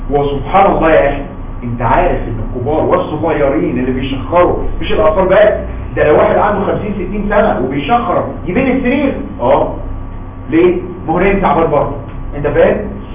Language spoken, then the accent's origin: Arabic; Egypt; احنا فعلا مصريين لينا كاركتر مختلف عن العالم كله